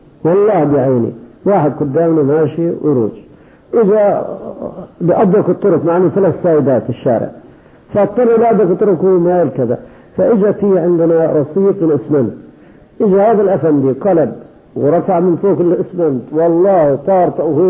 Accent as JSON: {"language": "Arabic", "country": "Kuwait", "said": "لكن عندنا في الكويت يوميا 10 قتلى"}